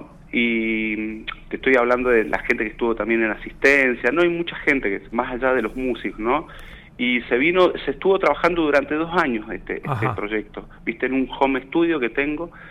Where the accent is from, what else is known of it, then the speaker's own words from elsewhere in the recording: Mendoza, Argentina; moved away as an adult; now in Buenos Aires, Argentina; Sí, vivo en Capital, vivo en Mataderos, tengo 45 años. Hace 11 años que me vine de Mendoza acá a Buenos Aires y, bueno, como te digo, la historia fue, como venía de un pueblito muy muy chiquito